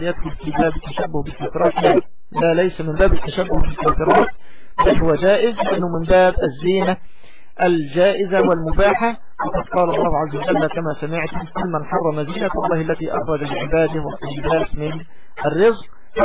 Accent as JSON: {"language": "Arabic", "country": "Egypt", "said": "يعني بالتوقيت الصيف عندنا في مصر"}